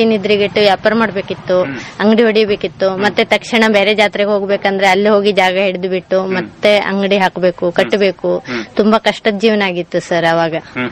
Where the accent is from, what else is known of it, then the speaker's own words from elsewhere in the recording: Hangal, Karnataka, India; also born or lived in Yellapur / Haveri; ನಮ್ ತಾಯಿ ಮನೆ ಹನಗಲ್, ಹನಗಲ್ದಲ್ಲಿ ಹುಟ್ಟು ಬೆಳೆದಿದ್ದು. ಕ್ರಮೇಣ ಯಲಪುರಕ್ಕೆ ಬಂದು ನಾವು ಬದುಕಿದ್ದು. ಅಲ್ಲಿಂದ ನಮ್ಗೆ ಹಾವೇರಿಗೆ ಮದುವೆ ಮಾಡಿಕೊಟ್ಟಿದ್ರು.